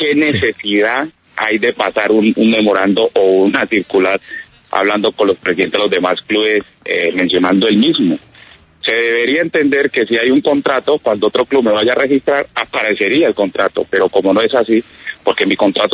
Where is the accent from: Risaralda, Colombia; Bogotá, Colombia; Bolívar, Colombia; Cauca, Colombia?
Cauca, Colombia; Guachené; also born or lived in Villavicencio; Se separan mis padres y se regresa mi mamá para donde somos todos, en mi familia, de Guachené, Cauca.